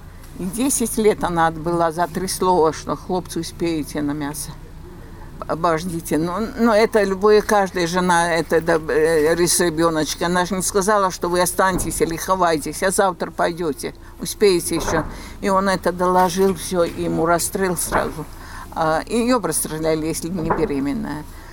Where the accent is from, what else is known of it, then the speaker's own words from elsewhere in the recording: Belarus; Я же белоруска, ну я вот, я, как я разговариваю? Я не по-русски, не по-белорусски так.